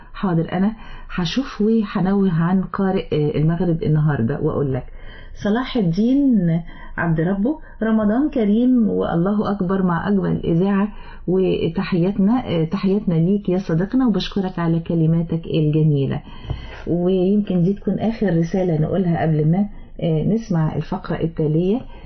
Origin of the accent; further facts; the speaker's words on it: Egypt; كما كان معروف عنا كمصريين الشهامة والجدعنة